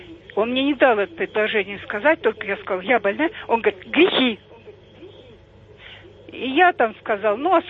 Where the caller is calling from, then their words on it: Moscow Oblast, Russia; я из Подмосковья.